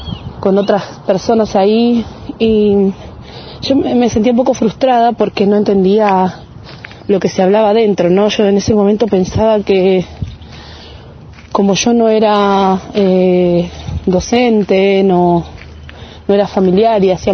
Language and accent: Spanish; Choele Choel, Río Negro, Argentina; de Chuelechuel